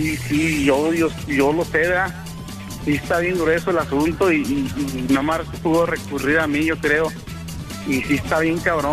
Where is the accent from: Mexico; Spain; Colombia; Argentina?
Mexico; Mexico City; Yo soy originario del Distrito Federal de México.